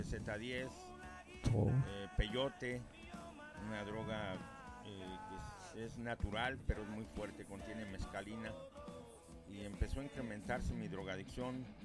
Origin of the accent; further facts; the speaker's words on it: Mexico City, Mexico; Nací en la Ciudad de México, soy chilango, de la colonia Tacuba.